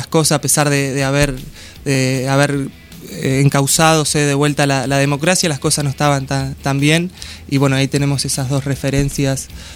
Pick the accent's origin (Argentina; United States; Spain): Argentina; que digamos que las tenemos en nuestro inconsciente rockero como argentinos